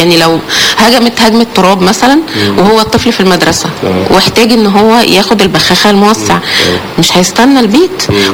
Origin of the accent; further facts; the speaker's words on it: Alexandria, Alexandria Governorate, Egypt; حشره الفراش من الاسباب الرئيسيه هنا عندنا في اسكندريه عشان الرطوبه وجو ساحلي مليان رطوبه